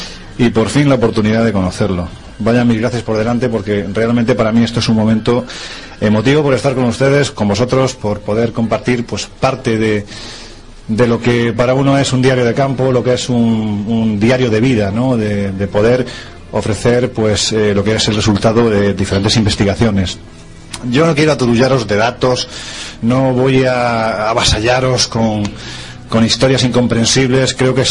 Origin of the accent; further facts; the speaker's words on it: Jaén, Andalusia, Spain; now in Madrid, Spain; yo llevo 25 años viviendo en Madrid, pero me siento muy de Jaén, soy muy de mi tierra, soy muy andaluz.